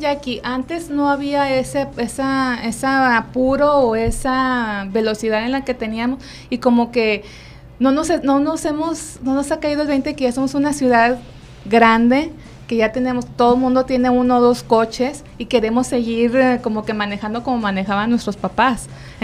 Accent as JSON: {"language": "Spanish", "town": "Monterrey", "region": "Nuevo León", "country": "Mexico", "said": "yo soy regia y apliqué eso."}